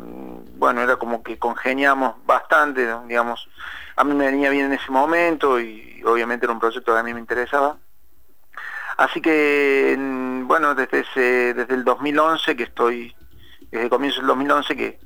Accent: Alta Gracia, Córdoba, Argentina; como yo estudié en Córdoba, yo soy obviamente nacido en Altagracia, soy de Córdoba, estudié allí en la provincia de Córdoba, me recibí como periodista allí en Córdoba

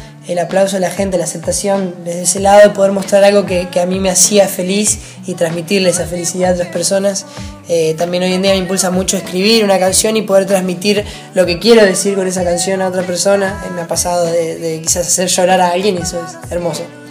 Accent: Lomas de Zamora, Buenos Aires Province, Argentina; Yo soy acá de Loma de Zamora, igual que ustedes, nací acá, me crié acá, pienso quedarme acá toda mi vida. La gente de acá siempre fue muy amable conmigo y eternamente agradecido por eso.

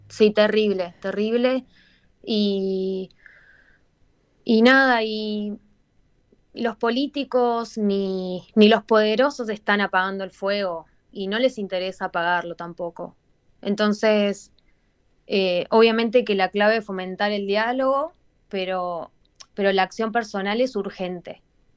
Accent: Argentina; cuando digo de dónde soy, que soy de Argentina, lo primero que me dicen es, ah, asado.

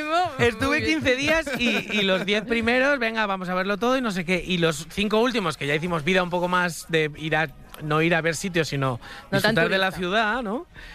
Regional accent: Valencia, Valencian Community, Spain; yo soy de Valencia y siempre se ha dicho, la luna de Valencia es muy bonita

